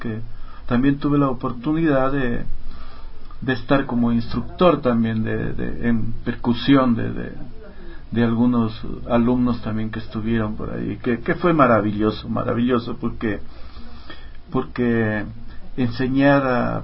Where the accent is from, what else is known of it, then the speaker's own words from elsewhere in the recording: Loja, Ecuador; now in Quito, Ecuador; También yo estaba ya viviendo acá en Quito, nos venimos los dos desde Loja